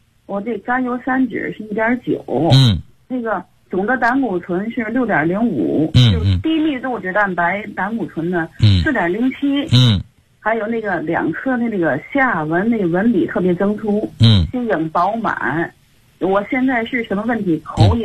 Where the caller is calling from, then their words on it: Tianjin, China; 老师好，我来自天津的学友